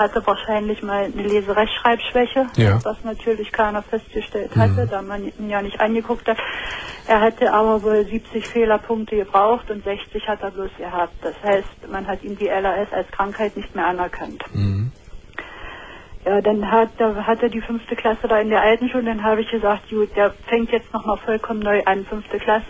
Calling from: Saxony-Anhalt, Germany; Nee, das gibt's bei uns in Sachsen-Anhalt gar nicht mehr.

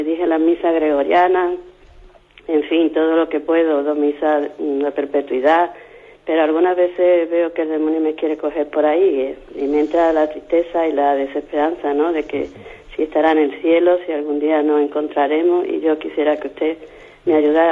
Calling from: Málaga, Andalusia, Spain; de Málaga.

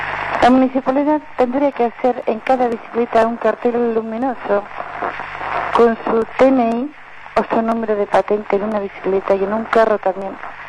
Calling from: La Plata, Buenos Aires Province, Argentina; de La Plata.

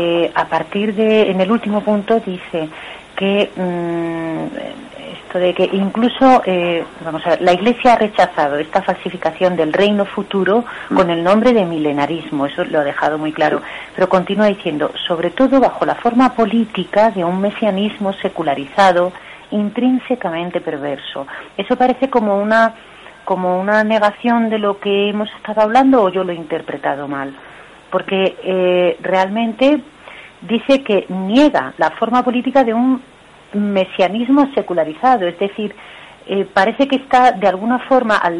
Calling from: Madrid, Community of Madrid, Spain; de Madrid.

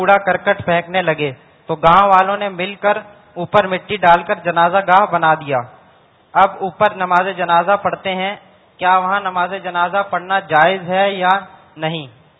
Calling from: Karachi, Sindh, Pakistan; باب المدینہ کراچی سے 30 دن کے اعتکاف کے لیے حاضر ہوا ہوں.

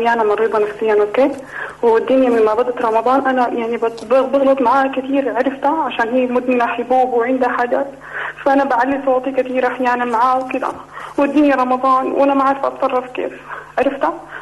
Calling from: Sudan; لأنه في السعودية وإحنا في السودان.

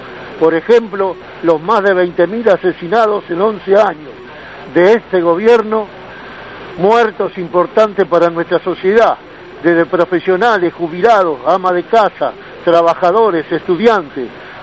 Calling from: Lanús, Buenos Aires Province, Argentina; de Lanús Este, compañero.

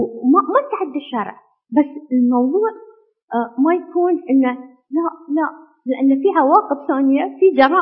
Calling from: Bahrain; إحنا في البحرين ما عندنا قانون حق الإجهاض

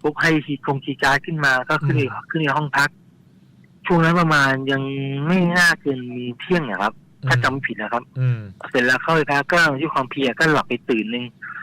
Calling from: Bangkok, Thailand; จากที่ลาดพร้าวครับผม

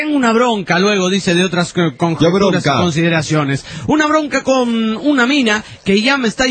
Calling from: La Paz, Bolivia; ¿Qué onda? … de La Paz, capital de Bolivia.

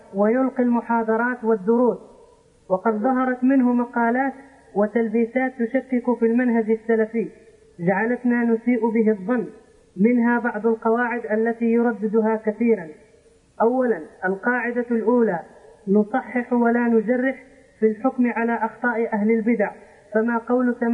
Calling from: Netherlands; نحن شباب من هولندا بأوروبا.

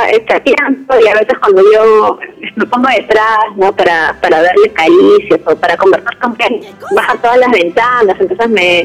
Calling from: Callao, Peru; De aquí, de la Avenida Buenos Aires, del cercado.

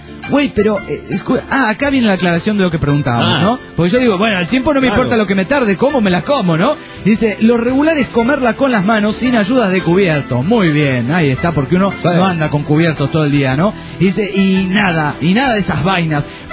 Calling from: Guadalajara, Jalisco, Mexico; de Guadalajara, ¡jal! Y el jal es de Jalisco, ¿no?

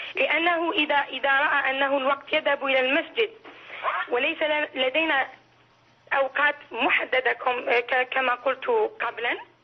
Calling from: France; أنا من فرنسا

